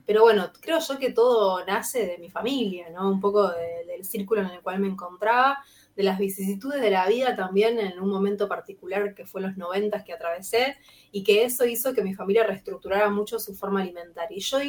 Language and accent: Spanish; Rosario, Santa Fe, Argentina; soy rosarina, así que estoy en Rosario, en mi casa que es Rosario.